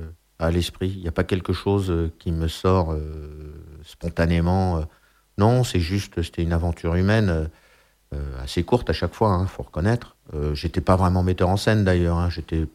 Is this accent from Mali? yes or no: no; Brussels, Brussels-Capital Region, Belgium; je parlais avec un petit accent, j'étais un petit peu comme ça, quoi, bon, parce que je venais de Bruxelles, donc oui. Déjà l'accent